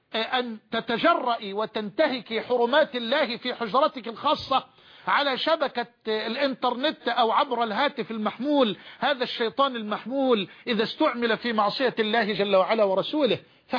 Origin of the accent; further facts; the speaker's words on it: Egypt; عندنا في مصر بيقولوا عجلة برا اللي هي البايسكل